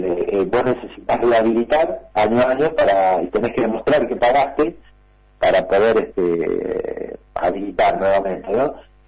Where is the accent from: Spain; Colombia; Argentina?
Argentina; También como somos los argentinos, nunca hacemos del todo bien las cosas